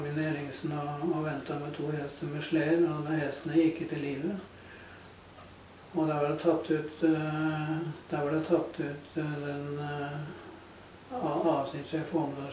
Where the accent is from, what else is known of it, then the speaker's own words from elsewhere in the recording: Moss, Østfold, Norway; jeg er født og oppvokst på Gjelløy, og jeg jobbet noen år i Oslo, men da bodde jeg på Gjelløy innen Møllesø, og jeg har hatt tilknytning til Moss og Gjelløy.